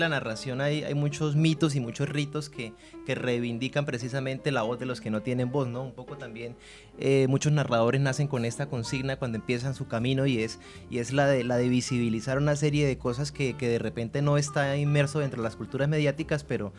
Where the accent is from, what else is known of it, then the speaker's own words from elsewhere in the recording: Bucaramanga, Santander, Colombia; now in Argentina; soy de una ciudad que se llama Bucaramanga, que queda en Colombia, en la cordillera oriental colombiana. Una ciudad de 1 millón de habitantes y nada, pues me vine para Argentina